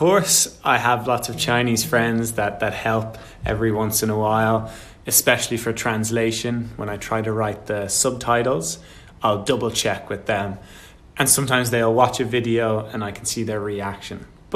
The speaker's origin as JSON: {"language": "English", "country": "Ireland", "tie": "born or raised there"}